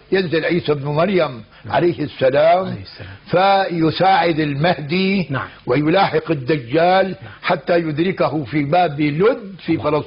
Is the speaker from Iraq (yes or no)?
no; Damascus, Damascus Governorate, Syria; فأن بعض الناس عندنا بالشام